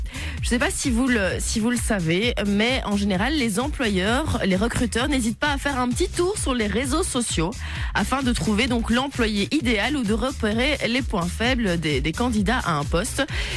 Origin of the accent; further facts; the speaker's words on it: Flanders, Belgium; accent: Flemish; Mais ça, c'est mon accent flamand qui ressort dès que je vois des lettres un peu flamands.